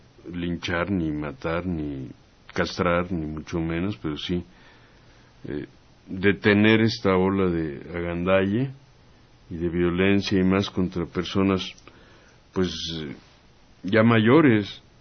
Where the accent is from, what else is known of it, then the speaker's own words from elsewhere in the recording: Santa Úrsula, Mexico City, Mexico; mi pueblo, que se llama Santa Úrsula, pueblo de Santa Úrsula, ahí por el Estadio Azteca.